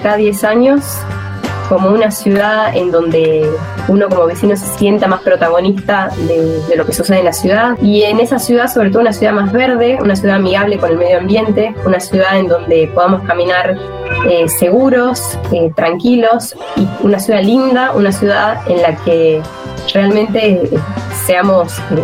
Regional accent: Tucumán, Argentina; Profesora en geografía, recibida en la Universidad Nacional de Tucumán, soy tucumana.

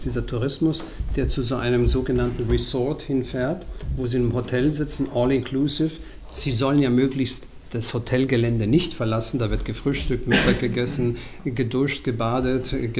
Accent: Mexico; German is a second language; Allein meine Heimat, also Mexiko, hat ja die größte Anzahl an verschiedenen Kulturen, die es überhaupt auf dem ganzen amerikanischen Kontinent gibt.

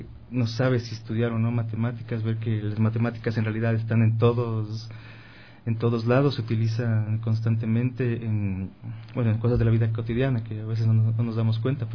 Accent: Quito, Pichincha, Ecuador; Sí, quiteño.

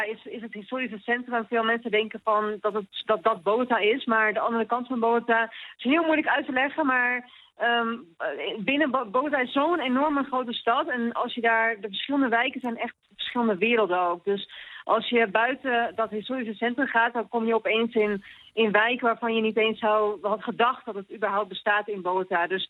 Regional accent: Netherlands; En ik kom uit een heel klein dorp.

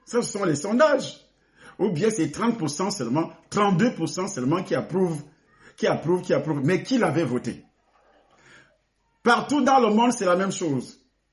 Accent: Cameroon; Et parfois, c'est la guerre, c'est le sang qui coule, comme ce qui se passe chez moi au Cameroun.

